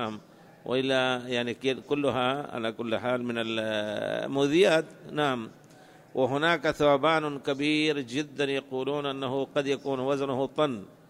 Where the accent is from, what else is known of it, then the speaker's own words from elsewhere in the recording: Libya; نحن من ليبيا جينا لمكة مباشرة ونحن في الطائرة أحرمنا